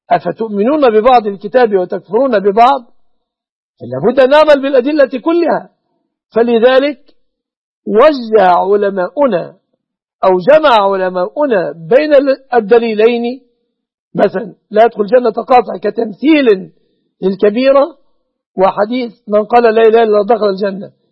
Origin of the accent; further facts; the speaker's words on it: Egypt; وأسأل الله أن يصرف عن بلادنا مصر، عن بلاد المسلمين، كل مكروه وكل سوء